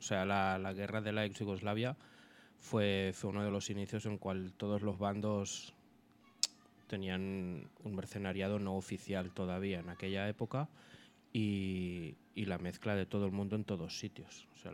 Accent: Catalonia, Spain; moved away as an adult; yo llegué como persona que venía de Cataluña, ¿no? Que con mis 21 años me planté allí y creyendo que lo entendía todo.

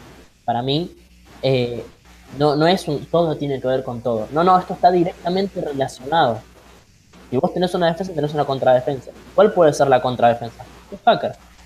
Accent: Argentina; a mí como ciudadano argentino me deja muy inquieto y me genera cierto rechazo

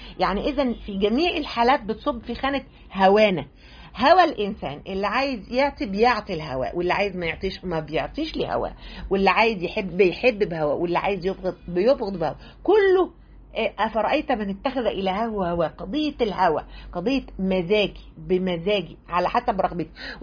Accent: Egypt; مش أنا كمصرية، أو أنا كست

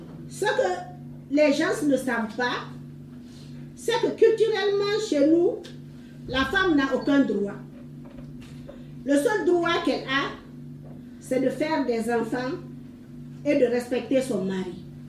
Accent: Guinea; je suis de la Guinée-Conakry.

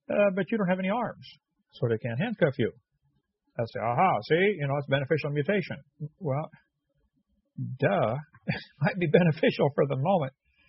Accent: Illinois, United States; And yeah, I'm from Illinois. Love that fall in the Midwest.

